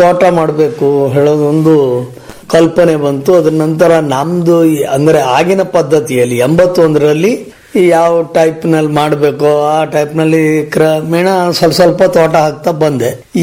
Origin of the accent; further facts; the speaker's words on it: Hasanagi, Karnataka, India; ನಾವು ಮೂಲತಃ ಕರಡಿಗೆ ಮನೆ ಮತ್ತು ಹಾಸನಗಿಯವರಾಗಿದ್ರು. ಮೂಲತಃ ಹಾಸನಗಿಯವರು.